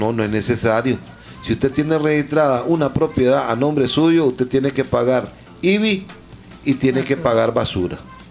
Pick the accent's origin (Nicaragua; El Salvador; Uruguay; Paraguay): Nicaragua; todos nosotros tenemos que tener como ciudadanos nicaragüenses